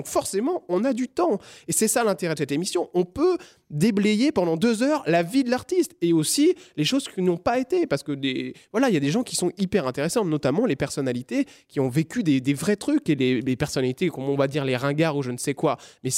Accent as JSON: {"language": "French", "town": "Rennes", "region": "Brittany", "country": "France", "said": "Moi, vous savez, je suis un petit Breton qui vient de Rennes"}